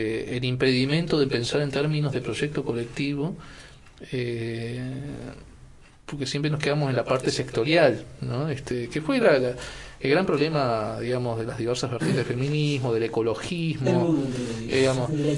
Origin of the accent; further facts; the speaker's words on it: Chuy, Rocha, Uruguay; also born or lived in Montevideo; Aunque mi condición de fronterizo, porque si bien nací en Montevideo, me crié en el Chuy, ¿no?